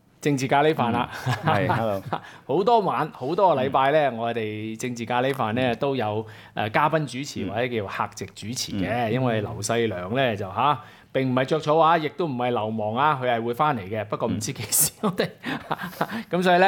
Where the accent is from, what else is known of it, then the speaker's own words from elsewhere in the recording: Hong Kong; 当然就是关注我们香港人都很关注土地房屋供应问题